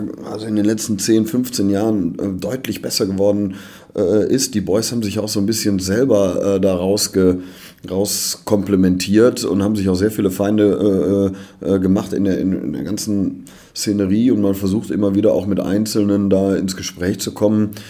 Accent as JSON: {"language": "German", "town": "Cologne", "region": "North Rhine-Westphalia", "country": "Germany", "said": "So sind wir Kölner."}